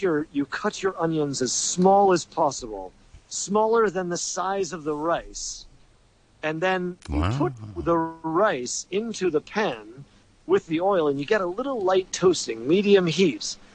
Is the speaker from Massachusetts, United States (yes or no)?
no; New York City, New York, United States; And I'm from the New York City area, so in New York City they call it gravy, which doesn't make any sense.